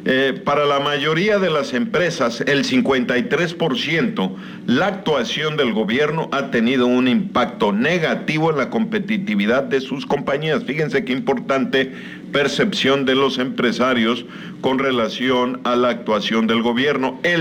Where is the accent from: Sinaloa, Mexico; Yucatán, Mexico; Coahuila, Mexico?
Yucatán, Mexico; qué fortuna somos los yucatecos